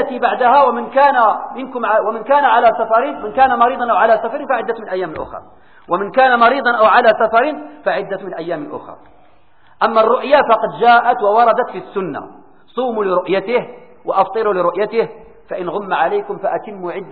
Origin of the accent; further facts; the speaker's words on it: Morocco; الفيدية مثلا عندنا في المغرب القيمة ديالها ما كتوصلش إلى الفيدية التي في أوروبا